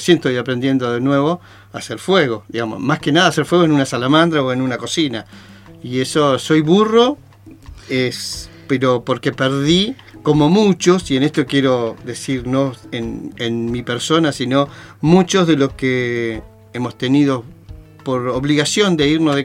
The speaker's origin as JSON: {"language": "Spanish", "town": "Río Chico", "country": "Argentina", "tie": "born or raised there", "said": "Me crié en Río Chico y me malcrié en ciudades."}